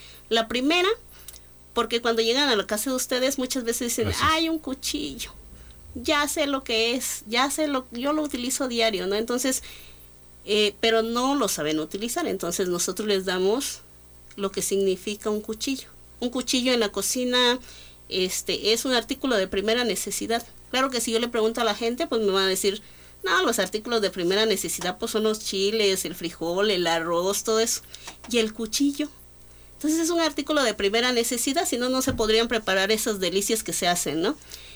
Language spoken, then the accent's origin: Spanish; Ocotlán, Oaxaca, Mexico; Soy orgullosamente ocoteca, orgullosamente oaxaqueña, pero sobre todo soy orgullosamente mexicana.